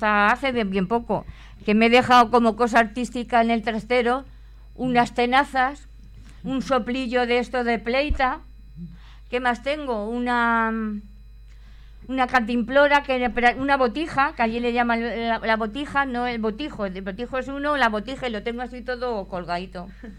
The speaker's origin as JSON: {"language": "Spanish", "town": "Úbeda", "region": "Andalusia", "country": "Spain", "tie": "born or raised there", "said": "que en mi pueblo, en Úbeda, se le llaman de gitana."}